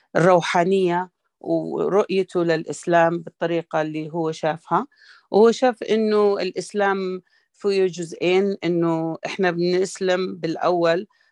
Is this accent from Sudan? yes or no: yes; Sudan; واشتغل في السكة الحديد اللي كانت تبنيها بريطانيا عندنا في السودان